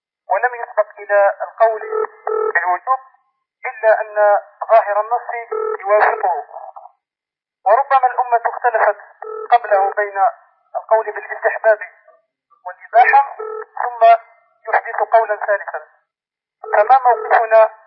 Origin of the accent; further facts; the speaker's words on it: Algeria; شيخ، نحن طلبة من الجزائر، أشكلت علينا بعض المسائل